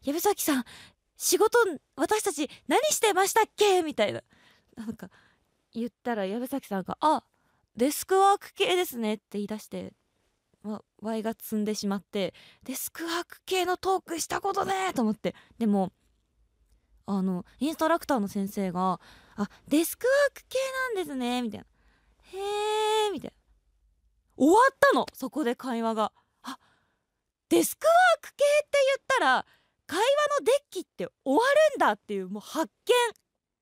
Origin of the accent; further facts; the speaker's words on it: Tokyo, Japan; どこから来たんですかまではなんか私も意気揚々と、あ東京なんですみたいな、